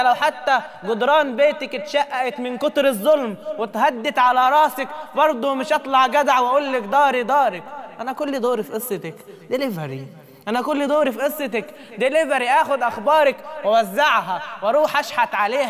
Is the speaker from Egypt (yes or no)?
yes; Faiyum, Faiyum Governorate, Egypt; now in Cairo, Egypt; أنا من الفيوم، فدلوقتي نقلت القاهرة هنا